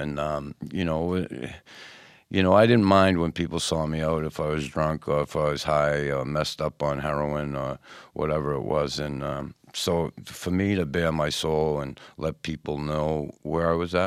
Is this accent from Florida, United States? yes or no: no; Boston, Massachusetts, United States; my whole life growing up in Boston, where I grew up in the neighborhood, and during hockey, I always had to have the armor on.